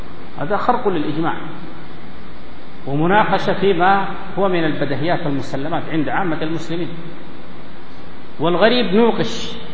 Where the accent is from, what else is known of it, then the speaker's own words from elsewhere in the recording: Sudan; وأشار إلى ملابسات عندنا في السودان